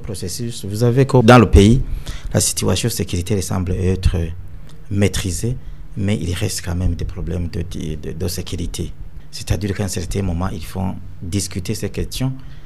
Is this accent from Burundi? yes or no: yes; Burundi; nous sommes tous des Burundais, nous travaillons tous pour le Burundi